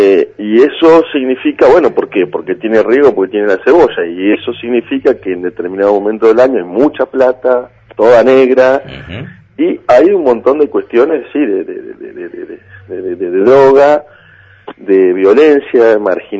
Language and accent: Spanish; Buenos Aires, Argentina; born there; now in Bahía Blanca, Argentina; tengo el conocimiento del lugar donde vivo ahora, que es Bahía Blanca, y donde nací, que es Agarró, mi pueblo, o el Partido Villarino.